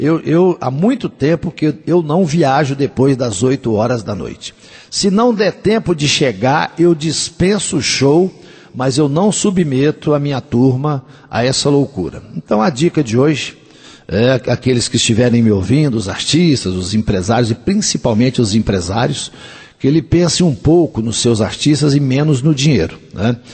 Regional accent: Coromandel, Minas Gerais, Brazil; Ele é de Alexânia, lá no estado de Goiás, mas está morando agora na minha terra, lá em Coromandel

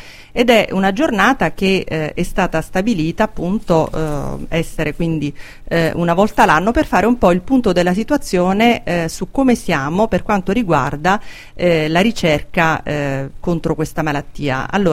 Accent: Abruzzo, Italy; Scusate, io sono abruzzese, quindi sponsorizzo i musicisti della mia regione quando li conosco.

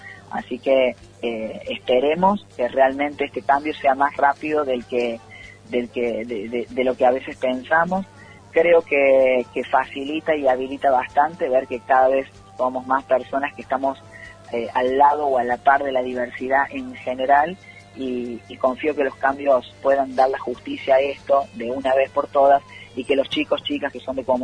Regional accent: Córdoba, Argentina; en el interior del interior, en nuestros pueblos y en Tras la Sierra, ya estamos hablando ahí en los pagos nuestros

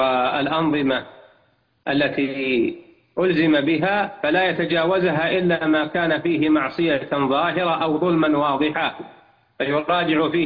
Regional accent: Saudi Arabia; اللجنة الدائمة عندنا في المملكة العربية السعودية

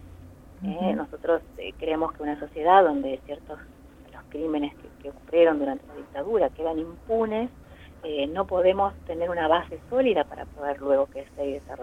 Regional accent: Argentina; tenemos que valorarnos como argentinos

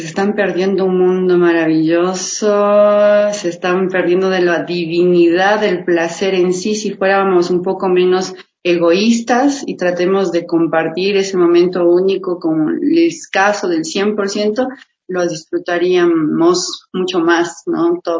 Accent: Baños, Tungurahua, Ecuador; now in Quito, Ecuador; yo soy de Baños, de Agua Santa, y allá yo vengo acá, mi querido Quito maravilloso, ya 12 años de acá, y estoy pues en Argentina, en Bellas Artes, ahí realización audiovisual

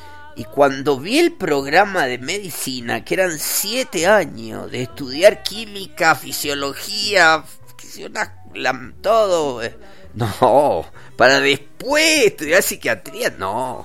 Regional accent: Argentina; yo soy argentino y vos sos español.

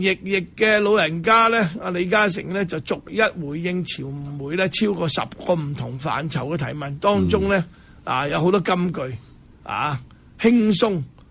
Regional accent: Hong Kong; 我哋香港人咧去到台湾咧，都系唔够台湾人

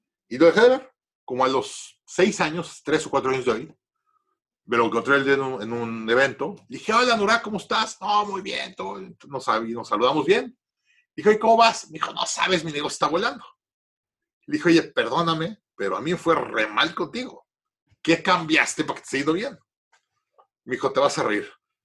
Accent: Mexico; obviamente yo soy de México, tengo una ventaja a esto y tengo una visión diferente

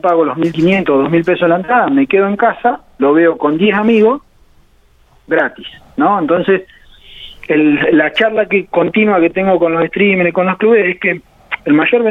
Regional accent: General Villegas, Buenos Aires Province, Argentina; born there; Sí, soy nacido en General Villegas

